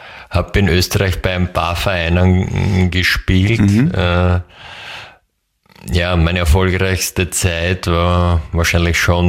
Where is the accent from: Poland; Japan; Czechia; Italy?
Czechia; German is a second language; Und das Sprichwort gibt es auch bei uns in Tschechien.